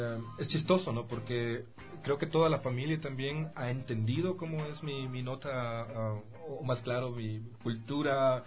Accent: Ecuador; now in Germany; nosotros somos ecuatorianos más que alemanes, creo yo.

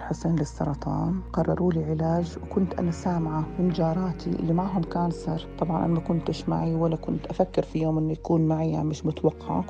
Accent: Jordan; من الأردن، عمري 54 سنة، متزوجة وربة بيت حالياً

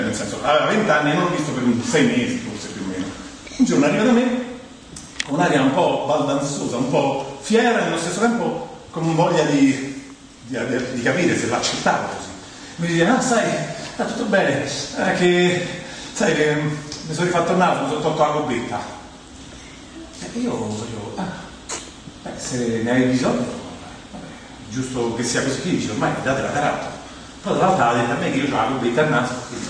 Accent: Rome, Lazio, Italy; Non capisco, sono romano, che dove vai?

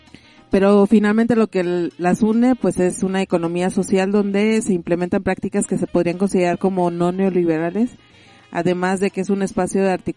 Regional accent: Chile; haciendo alusión sobre todo lo que soy chilena

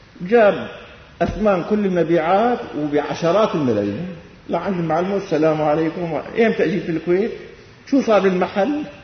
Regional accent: Damascus, Damascus Governorate, Syria; ما إني ابن الشام، في بالشام ملايين

